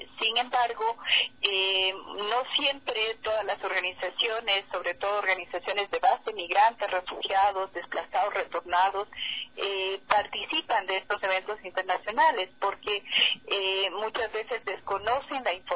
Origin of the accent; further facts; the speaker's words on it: Ecuador; nosotros sabemos, como ecuatorianos y ecuatorianas